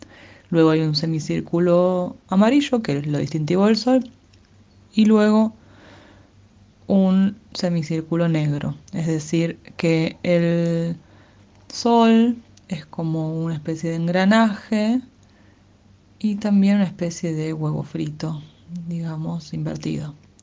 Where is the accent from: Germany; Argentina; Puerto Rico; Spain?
Argentina; Lanús, Buenos Aires Province; mi ciudad, la ciudad de Lanús, en la cual nací en 1986. En realidad, para ser honesta, no nací en Lanús